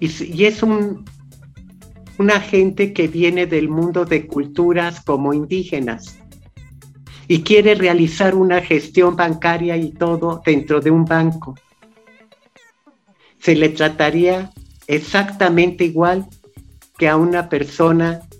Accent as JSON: {"language": "Spanish", "country": "Mexico", "said": "¿cuáles son nuestros grandes temas que también debemos reconocer como mexicano?"}